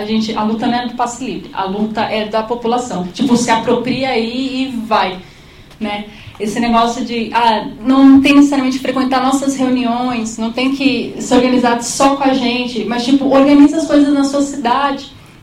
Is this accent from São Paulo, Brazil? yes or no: yes; São Paulo, Brazil; eu sou da Zona Norte, aí sair da Zona Norte para qualquer lugar é difícil, né?